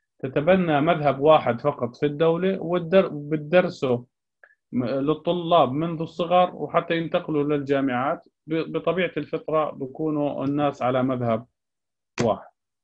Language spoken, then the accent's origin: Arabic; Jordan; يعني قبل فترة عندنا في الأردن